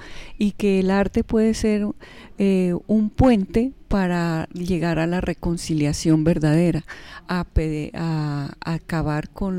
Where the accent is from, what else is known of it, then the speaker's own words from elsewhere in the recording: Pasto, Nariño, Colombia; yo vengo desde la ciudad de Pasto.